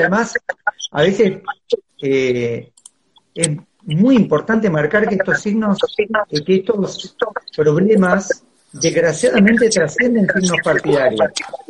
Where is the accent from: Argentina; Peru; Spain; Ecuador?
Argentina; Buenos Aires; Soy de Buenos Aires, vivo en Buenos Aires, nací acá.